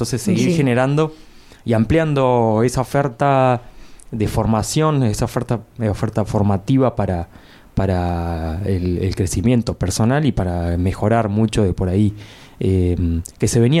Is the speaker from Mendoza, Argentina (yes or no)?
no; La Adela, La Pampa, Argentina; Particularmente yo vengo de La Adela y tengo Río Negro pegadito